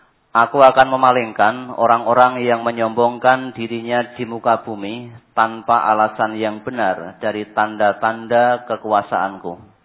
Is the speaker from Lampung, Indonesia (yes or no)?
yes; Lampung, Indonesia; jika sudah kembali ke daerah asal saya di Lampung